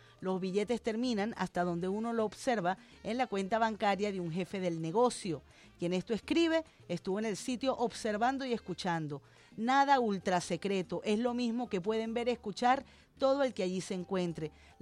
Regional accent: Venezuela; como soy venezolana yo

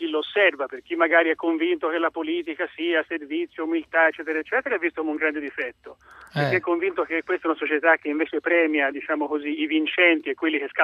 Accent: Florence, Tuscany, Italy; io sono fiorentino come lui

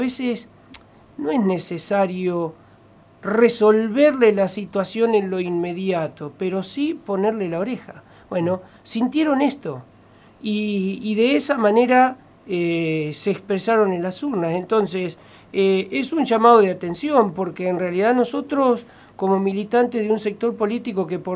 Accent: Argentina; Somos Argentina, con las dificultades que Argentina tiene.

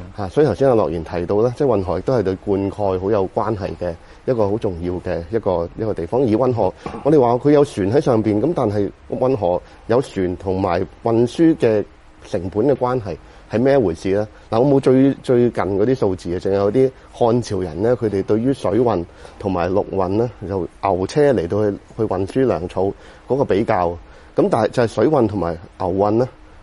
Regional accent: China; 咁我哋中國人咧，好早就發明咗水閘啊。

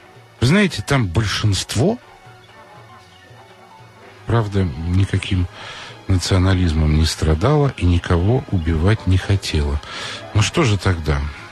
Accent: Moscow, Russia; я же москвич, я все это знаю прекрасно

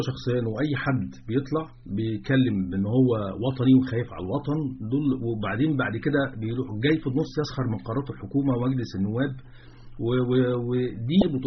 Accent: Egypt; وبعدين الامية عندنا في مصر ليست امية القراءة والكتابة.

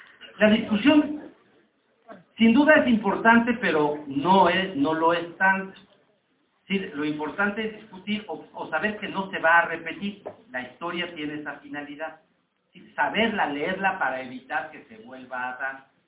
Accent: Mexico; Sacate, los mexicanos somos duros.

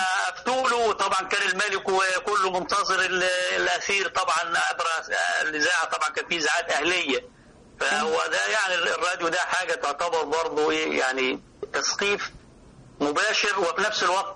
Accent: Upper Egypt, Egypt; عندنا في الصعيد لما بيحصل خسوف للقمر بسميه القمر مخنوق

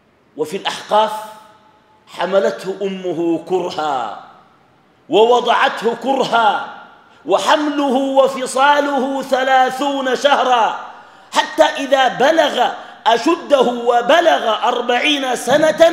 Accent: Sudan; الغربيين ما شافوا الناس اللي بيحججوا أماتهم عندنا في السودان

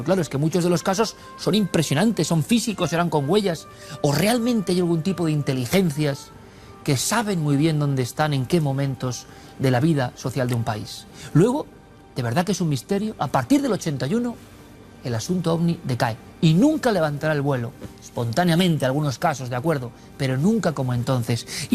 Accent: Vitoria, Basque Country, Spain; born there; Somos, por lo menos yo por edad, niño de la transición, y encima nací en Vitoria.

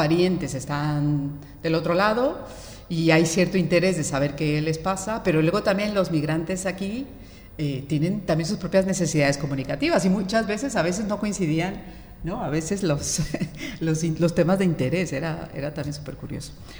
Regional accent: Mexico; soy de origen mexicano, de México ya hacía bastante radio

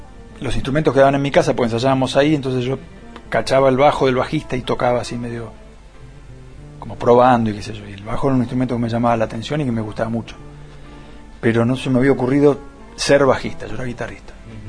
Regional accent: Buenos Aires, Argentina; Y el Mono es de Villa Pueyrredón, yo soy de Liniers.

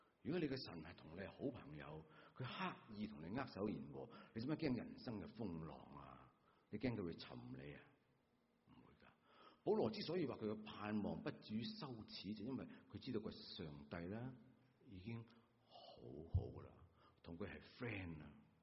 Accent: Guangdong, China; 我们广东人

